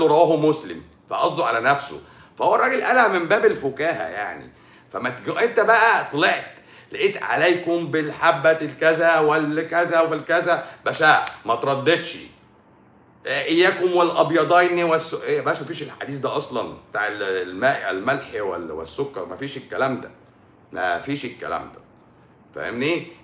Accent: Egypt

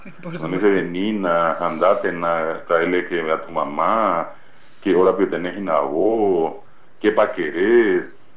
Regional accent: Paraguay; mucha gente que está allí, paraguayos que fueron a los Estados Unidos, como paraguayos que estamos acá.

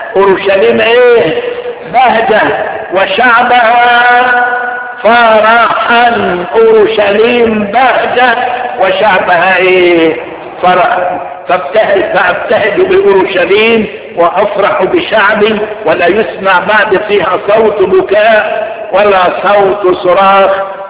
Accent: Egypt; بنوصيك على بلادنا مصر

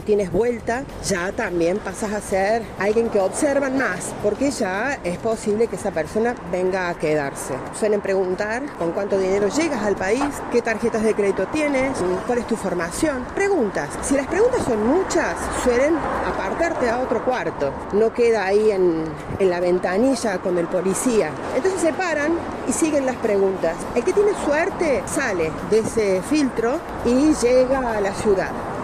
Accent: Argentina; pero como argentino cuesta mucho devolver ese favor

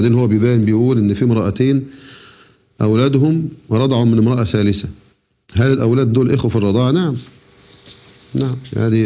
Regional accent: Egypt; احنا عندنا في مصر نقول نسيبي على الناس اللي أنا تزوجت مثلا ابنتهم

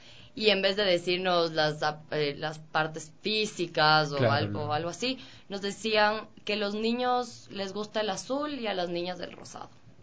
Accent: Cuenca, Azuay, Ecuador; soy de Cuenca, toda mi familia es cuencana.

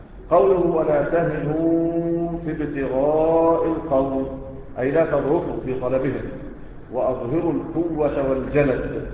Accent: Egypt; احنا كمصريين بتعمل ايه؟

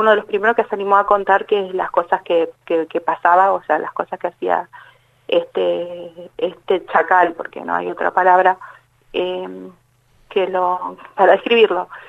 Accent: Buenos Aires, Argentina; Yo soy de Buenos Aires, hace 3 años que vivo acá.

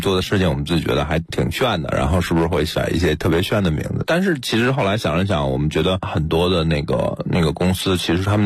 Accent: Beijing, China; 我是北京人，这片土地特别熟悉。

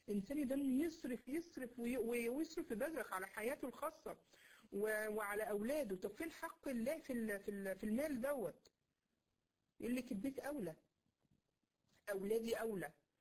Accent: Egypt; اللي بيسمعه عندنا في مصر هنا

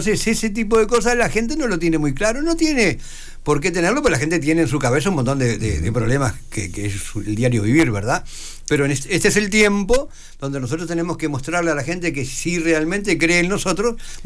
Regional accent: Maldonado, Uruguay; Yo soy de Maldonado, quiero a Maldonado, respeto a Maldonado, defiendo a Maldonado, peleo por Maldonado, así que a mí no me sacan de acá.

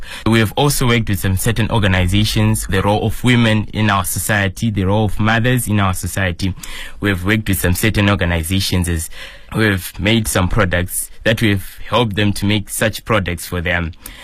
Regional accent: Zimbabwe; now in Shijiazhuang, China; I come from Zimbabwe. I stay in Shijiazhuang. I've been in China for about 3 years now

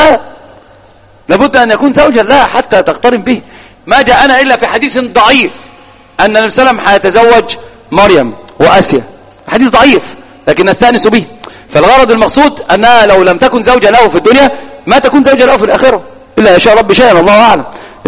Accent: Egypt; الآن في الإحصائيات على الأقل عندنا في مصر الواحد أمام 9 من النساء

